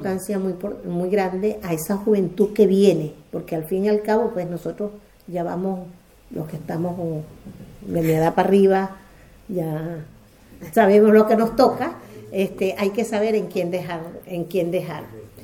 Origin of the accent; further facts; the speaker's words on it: Venezuela; mi pueblo, que queda 7 horas de Caracas